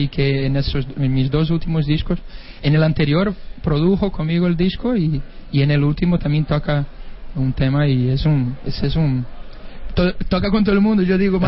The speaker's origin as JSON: {"language": "Spanish", "town": "Pontevedra", "region": "Galicia", "country": "Spain", "said": "cuando me preguntan de dónde vienes, yo digo de Pontevedra"}